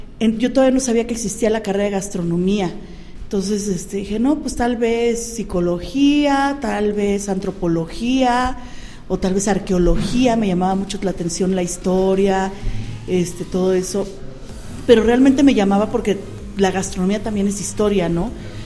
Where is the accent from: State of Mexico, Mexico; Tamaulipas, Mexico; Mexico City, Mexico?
Mexico City, Mexico; now in Pachuca, Mexico; yo soy originaria del Distrito Federal. Tenemos 10 años viviendo en la ciudad de Pachuca. Realmente nos mudamos a Pachuca porque mi esposo es originario de aquí del estado de Hidalgo.